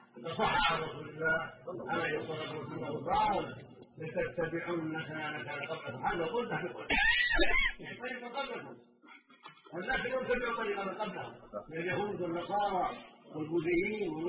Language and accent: Arabic; Oman; الى بلادنا عمان